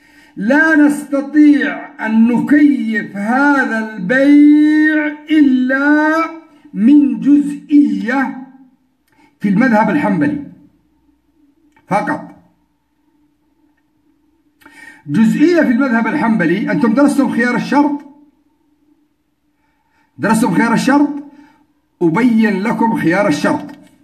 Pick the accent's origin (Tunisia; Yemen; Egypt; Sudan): Yemen; يعني عندنا في اليمن في جميع البلدان في جميع المناطق معمول به